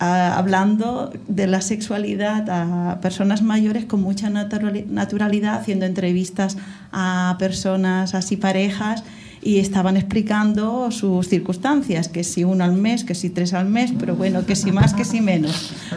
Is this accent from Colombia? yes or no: no; Calaf, Catalonia, Spain; hace más de 25 años, en mi pueblo, en Calaf, en la provincia de Barcelona